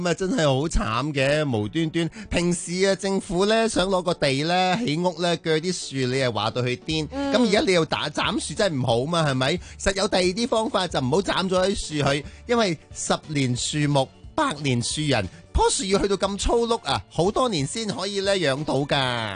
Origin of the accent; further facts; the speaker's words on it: Hong Kong; 都系我哋个香港人咧携手去啊帮帮呢个香港